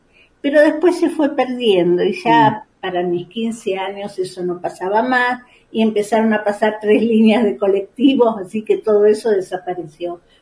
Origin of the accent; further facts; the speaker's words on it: Liniers, Buenos Aires, Argentina; Yo recordaba de cuando era chica y vivía en Liniers, vivía hasta los 23 años allá